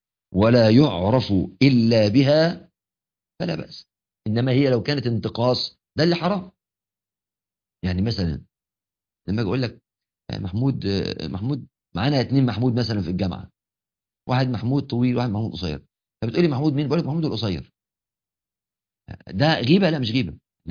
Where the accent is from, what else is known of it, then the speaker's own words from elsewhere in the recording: Egypt; بتعبيرنا كمصريين يقول لك كلمة تنجس بحر.